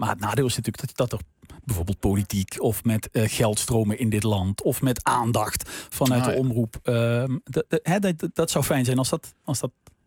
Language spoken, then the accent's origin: Dutch; Limburg, Netherlands; Maar het is ook iets wat wij heel graag in stand houden als Limburgers.